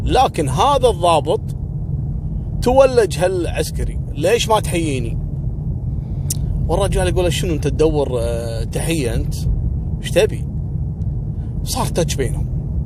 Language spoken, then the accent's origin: Arabic; Kuwait; وعلى فكرة ترى احنا عندنا في الكويت التعامل العسكري